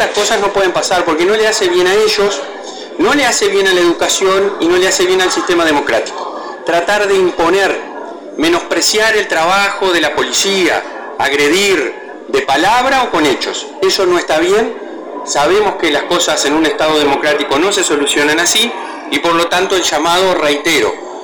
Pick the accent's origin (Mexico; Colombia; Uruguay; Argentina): Uruguay; Tacuarembó; Lo que a mí me enseñaron de chiquito en Tacuarembó